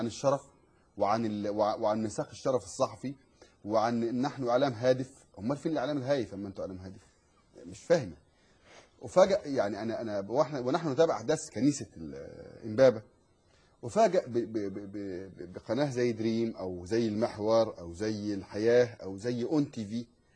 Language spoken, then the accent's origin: Arabic; Egypt; ومن قريتي انا قريه الكماشي